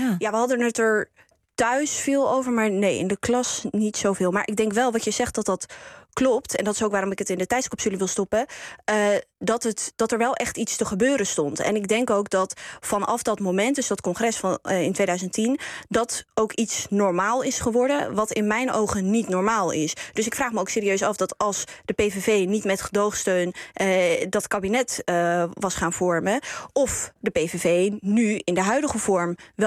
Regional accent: Nijkerk, Gelderland, Netherlands; Ik ben zelf opgegroeid in Nijkerk.

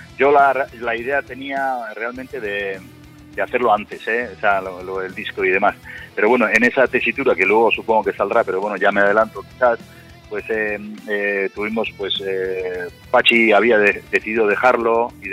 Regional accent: Cestona, Basque Country, Spain; Nosotros somos del Valle del Urola, justo del centro de Cestona.

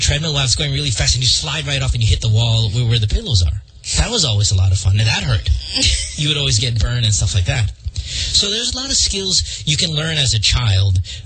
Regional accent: Central Luzon, Philippines; Growing up in Bulacan, And in Bukawi, where we're from, we have a lot of fireworks.

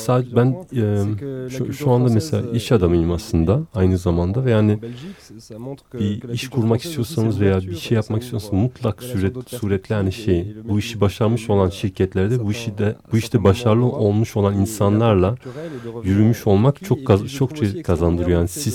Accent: Belgium; Belçika'da doğup büyüdüm ve Fransızcaki sohbette ben belirtmiş olduğum gibi ben bir Türk mahallesinde büyümedim. İtalyanların, daha doğrusu Sicilyalıların, İspanyolların, Belçikalıların olduğu bir mahallede büyüdüm.

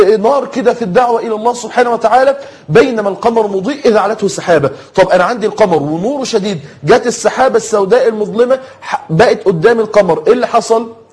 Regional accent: Egypt; أنت عارفين المثل اللي بيتقال عندنا في مصر كده

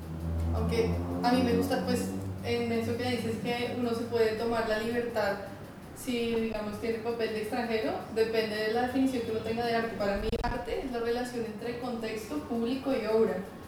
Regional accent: Colombia; yo como colombiana

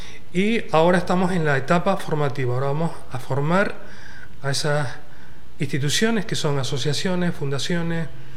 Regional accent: Canary Islands, Spain; now in Ecuador; yo soy español, vivo en unas islas que están al lado del Sáhara, en una comunidad que se llama Comunidad Canaria.

